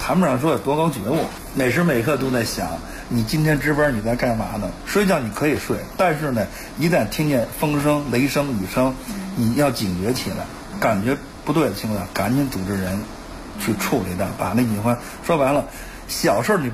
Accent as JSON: {"language": "Chinese", "town": "Mayu Village", "region": "Beijing", "country": "China", "tie": "born or raised there", "said": "因为我就是这村长大的嘛"}